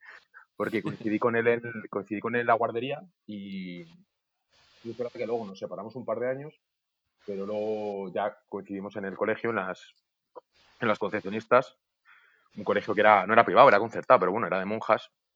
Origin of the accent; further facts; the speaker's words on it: Segovia, Castile and León, Spain; also born or lived in Salamanca; Crecí en Segovia. Yo nací en Salamanca porque mis padres eran de allí.